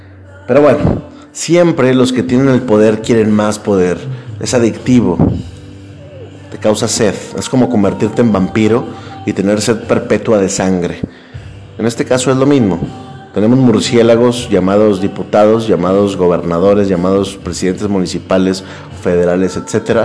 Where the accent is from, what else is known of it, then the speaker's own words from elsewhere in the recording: Mexico; Lo digo con mucha pena, porque soy mexicano